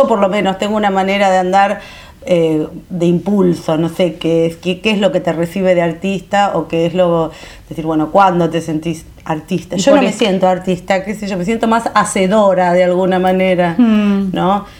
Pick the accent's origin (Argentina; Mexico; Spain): Argentina; Munro, Buenos Aires Province; born there; yo nací en Munro el 1 de mayo de 1962, de una familia con cierta cultura, pero obreros de alguna manera, porque mi mamá es modista, mi papá es carpintero